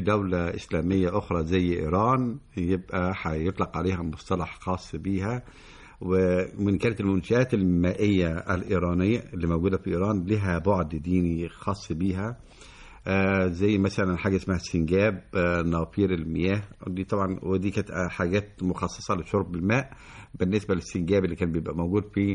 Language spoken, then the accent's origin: Arabic; Egypt; احنا بنشوف عندنا في مصر قلعتين مهمتين